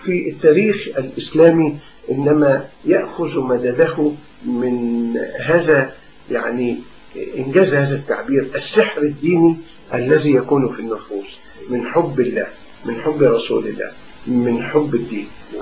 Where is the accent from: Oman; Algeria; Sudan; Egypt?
Egypt; ونحن عندنا في مصر نماذج لهذا.